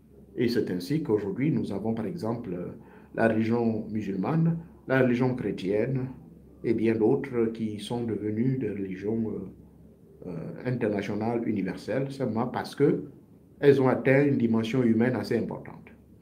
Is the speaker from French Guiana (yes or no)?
no; Gabon; j'ai suivi ma propre initiation dans le rite ancestral de chez moi au Gabon.